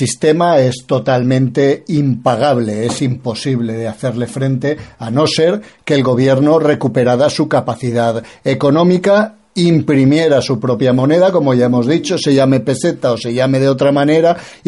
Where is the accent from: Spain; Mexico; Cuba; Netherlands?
Spain; como los españoles tenemos un punto caínita